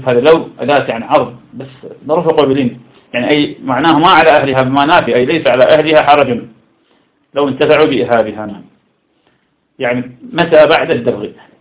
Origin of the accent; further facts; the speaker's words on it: Iraq; يقال سم في مدينتي في العراق، لا يطلقون على السم إلا بفتح السين سم